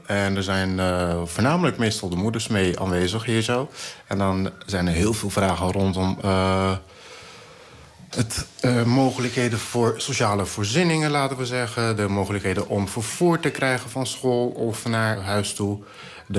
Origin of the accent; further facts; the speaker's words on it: Bulgaria; Dutch is a second language; En toen dacht ik van, oh, dat is niet een prettig land om te zijn. Als Bulgaar zijn.